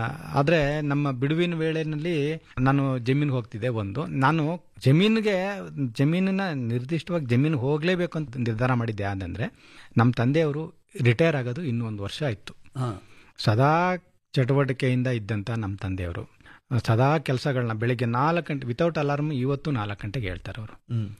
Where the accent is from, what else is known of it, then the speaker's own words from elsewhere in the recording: Hunsur, Karnataka, India; ನಾನು ಮೈಸೂರು ಜಿಲ್ಲೆ ಹುಣಸೂರಿಂದ ಬಂದಿದ್ದೀನಿ ಸರ್.